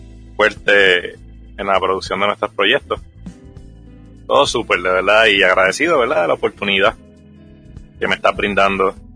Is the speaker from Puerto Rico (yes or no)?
yes; Guaynabo, Puerto Rico; now in San Lorenzo, Puerto Rico; Yo siempre he vivido, ¿verdad?, nativo de Puerto Rico. Saben que siempre he estado en la isla. Básicamente ahora mismo yo soy criado de Guaynabo, pero actualmente pues resido en San Lorenzo. Y pues, es donde me he quedado finalmente viviendo.